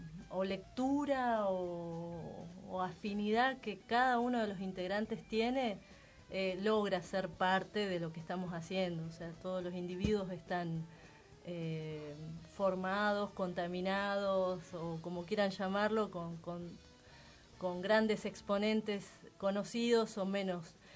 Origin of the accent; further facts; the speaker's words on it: Río Negro, Argentina; yo soy patagónica, soy de Río Negro, o sea que el viento ha sido parte de mi vida en un modo muy intenso.